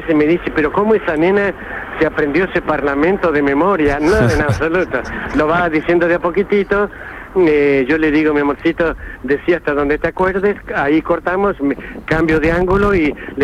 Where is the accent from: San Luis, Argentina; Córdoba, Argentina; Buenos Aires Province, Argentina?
Córdoba, Argentina; Benjamín Gould; me voy luego a mi pueblo, allá a Benjamín Gull